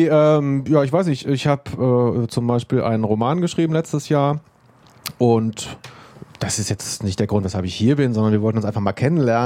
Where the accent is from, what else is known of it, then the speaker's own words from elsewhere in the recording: Cologne, North Rhine-Westphalia, Germany; ich komme aus Köln.